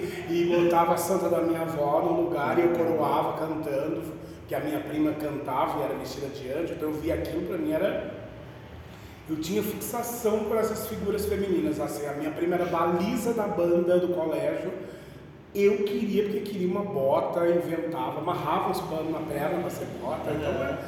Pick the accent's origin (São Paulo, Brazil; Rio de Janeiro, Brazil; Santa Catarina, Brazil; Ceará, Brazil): Ceará, Brazil; now in Rio Grande do Sul, Brazil; Quando eu vim pro Rio Grande do Sul, né, que eu vim lá do Ceará.